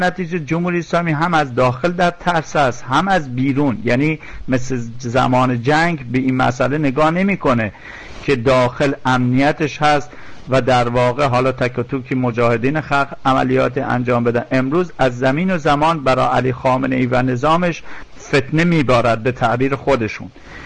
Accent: Iran; نظر خودم گفتم باز به عنوان یک ایرانی پر از ابهام است

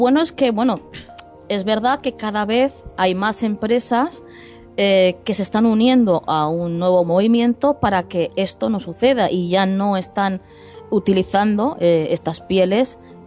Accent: Spain; a ver, que somos españoles

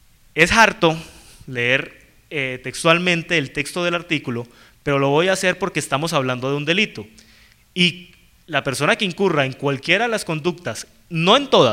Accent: Cali, Valle del Cauca, Colombia; now in Bogotá, Colombia; yo vivo en Bogotá, yo soy caleño, pero pues hace 8 años vivo en Bogotá

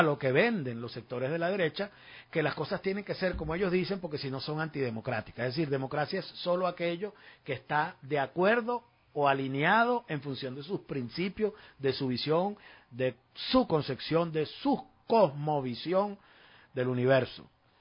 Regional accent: Venezuela; Somos venezolanos y tenemos que defender el principio de soberanía de nuestra patria

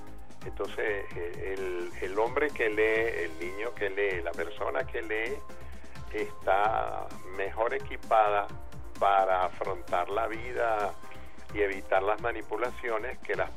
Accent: Caracas, Capital District, Venezuela; now in Valencia, Venezuela; Caracas es mi ciudad natal. Aunque yo viva en Valencia, mis vínculos con Caracas son absolutamente totales, integrales.

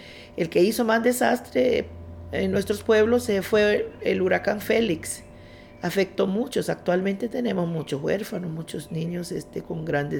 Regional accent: North Caribbean Coast Autonomous Region, Nicaragua; born there; first language Miskito; Spanish is a second language; Yo nací en la zona, en la comarca de Cabo, gracias a Dios. Mi primera lengua es el miskito

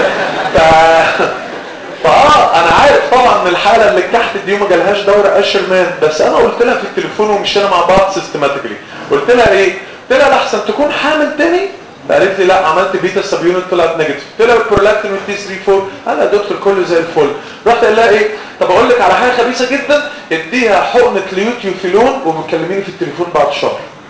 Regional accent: Egypt; قلت له يلا انا مصري يلا احنا الفهلاوي

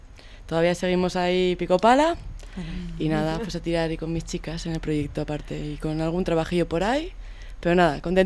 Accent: Pamplona, Navarre, Spain; Bueno, jo soy d'Iruña, de Pamplona.

